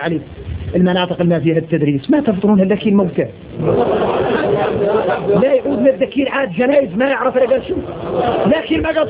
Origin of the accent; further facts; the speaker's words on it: Mauritania; إني موريتاني